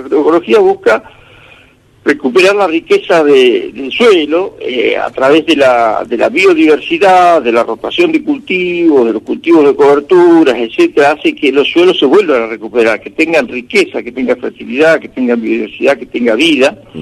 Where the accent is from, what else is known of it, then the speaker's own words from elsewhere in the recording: Patagonia, Argentina; Sí, yo soy original de la Patagonia, así que siempre tengo que pasar por esos lados.